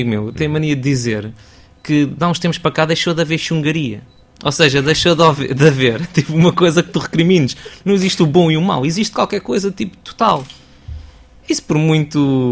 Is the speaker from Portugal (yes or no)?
yes; Lisbon, Portugal; eu sou de Lisboa, nasci cá, nasci em Alvalade, cresci na Alameda, vivi na Alameda até aos 29 anos.